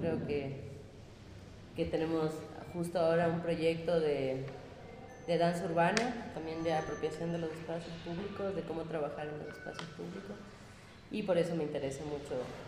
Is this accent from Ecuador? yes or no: yes; Ecuador; soy de aquí, de Ecuador.